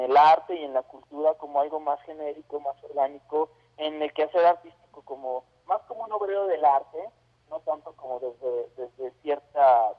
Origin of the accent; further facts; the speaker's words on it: Puebla, Mexico; also born or lived in Mexico City; Yo soy poblano, pero bueno, viví mucho tiempo en el oriente de la ciudad